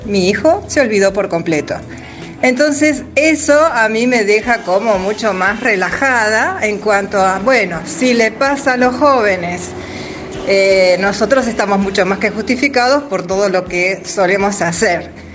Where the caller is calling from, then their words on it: Florencio Varela, Buenos Aires Province, Argentina; de Florencio Varela.